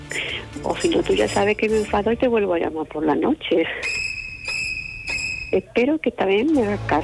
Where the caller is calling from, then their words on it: Palma del Río, Andalusia, Spain; de Palma del Río.